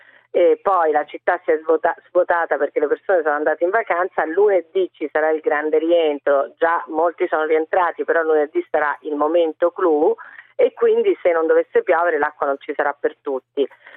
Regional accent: Rome, Lazio, Italy; io lo dico da romana, quindi lo dico col cuore

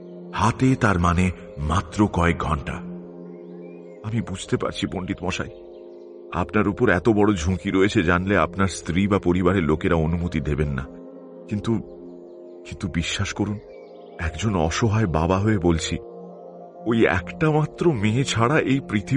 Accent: West Bengal, India; now in Kolkata, India; এখন কলকাতাতেই বাড়ি কিনেছি বটে, কিন্তু আমার আদি বাড়ি বীরভূম জেলায়।

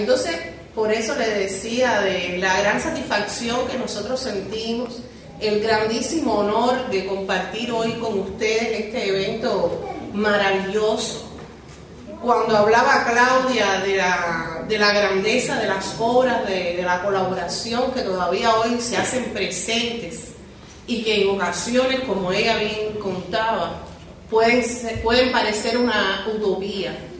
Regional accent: Cuba; no les puedo decir que como cubana no quisiéramos estar en Cuba celebrando todos los homenajes

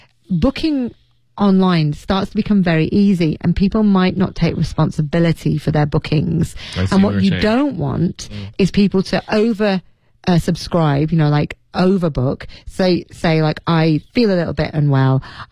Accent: United Kingdom; It's not just here, as I say, in my home country of the UK, of the English National Health Service has had to use the stick.

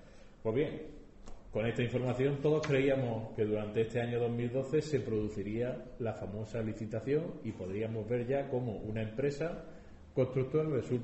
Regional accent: Bailén, Andalusia, Spain; con Bailén, con mi ciudad, a que una de las primeras iniciativas que planteara en mi reciente elección como diputado andaluz

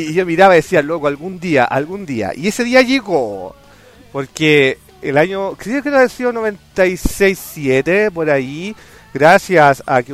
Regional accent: Santiago, Santiago Metropolitan Region, Chile; lo más cercano que yo podía tener como santiaguino, como chileno

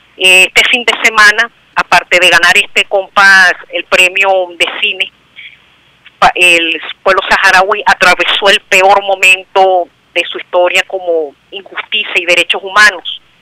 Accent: Venezuela; con esta misma victoria que nos caracteriza como venezolanos

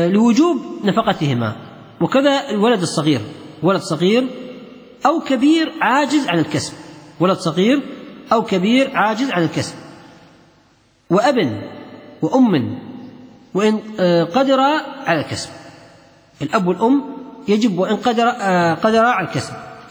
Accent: Kuwait; كان في شخص عندنا في الكويت

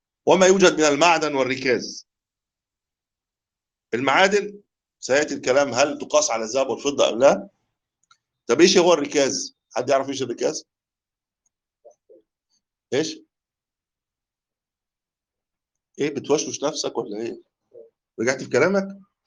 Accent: Egypt; بقول له يا عم انت لو عندنا في مصر كنت اتخطفت بالكيس ده

